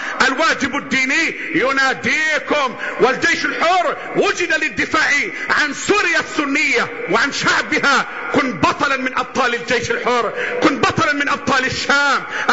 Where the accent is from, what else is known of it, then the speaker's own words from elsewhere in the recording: Egypt; بلدنا مصر